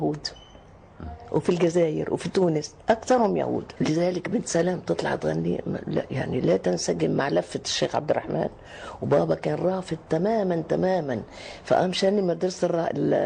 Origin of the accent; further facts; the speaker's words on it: Lebanon; أنا لبنانية أساسا، بس أنا بحب مصر أكتر من أي بلد في العالم.